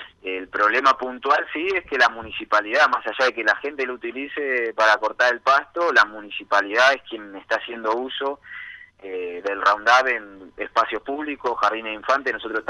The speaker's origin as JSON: {"language": "Spanish", "region": "Buenos Aires", "country": "Argentina", "said": "Yo en verdad vengo de Buenos Aires"}